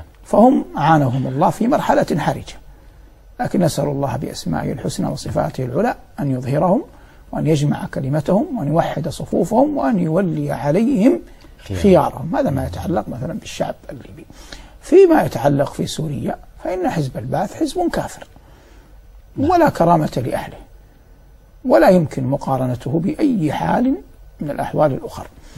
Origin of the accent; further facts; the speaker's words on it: Saudi Arabia; في بلد الثاني الدوحة مع اعتزازي العظيم وإجلال الكبير لبلدي الأم ووطني الغالي المملكة العربية السعودية